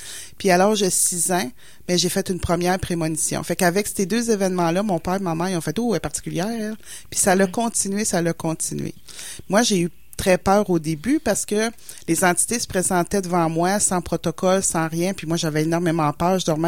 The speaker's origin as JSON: {"language": "French", "town": "Matane", "region": "Quebec", "country": "Canada", "said": "je viens de Matane, en bas, dans le Bas-Saint-Laurent, proche de l'entrée de la Gaspésie, comme on dit."}